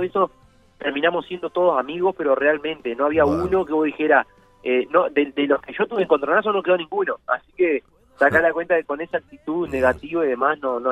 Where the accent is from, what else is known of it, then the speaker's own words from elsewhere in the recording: Uruguay; No, que soy uruguayo no significa que yo sea un cavernícola.